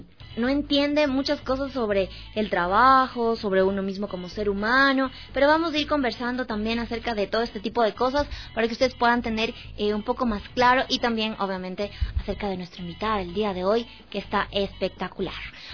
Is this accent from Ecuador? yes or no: yes; Ecuador; realmente no se puede llamar como ecuatoriano, porque es parte de nuestra cultura